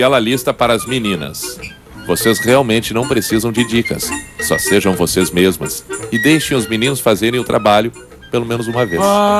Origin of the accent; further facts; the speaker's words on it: Caxias do Sul, Rio Grande do Sul, Brazil; Sou de Caxias, quero dizer que amo vocês demais.